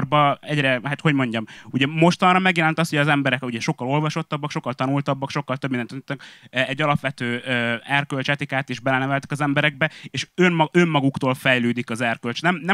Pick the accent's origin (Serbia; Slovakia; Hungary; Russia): Hungary; Budapest; Pesti vagyok